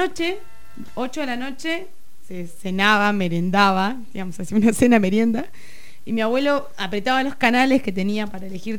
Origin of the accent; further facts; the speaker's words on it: Gobernador Costa, Chubut, Argentina; En mi pueblo que se llama Gobernador Costa, en Chubut.